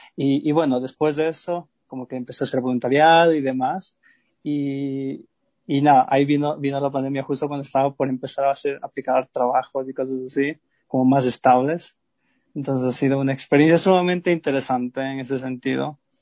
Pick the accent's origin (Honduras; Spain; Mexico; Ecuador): Ecuador; Quito, Pichincha; born there; Yo nací en Quito.